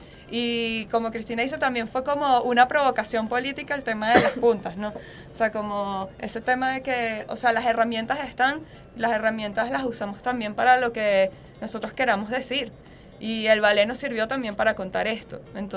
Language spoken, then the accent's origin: Spanish; Maracaibo, Zulia, Venezuela; now in Caracas, Venezuela; nosotras mismas somos de Maracaibo